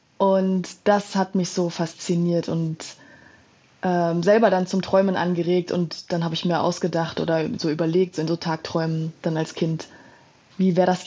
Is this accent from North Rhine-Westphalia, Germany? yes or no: yes; Düsseldorf, North Rhine-Westphalia, Germany; ich komme aus Düsseldorf und da gab es eine Zeitung für wohnungslose Menschen